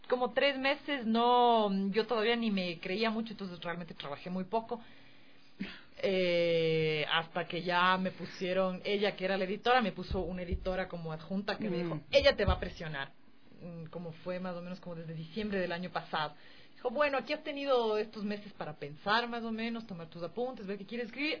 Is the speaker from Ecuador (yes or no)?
yes; Ecuador; ¿vos sabes cómo somos nosotros los ecuatorianos de muy dados?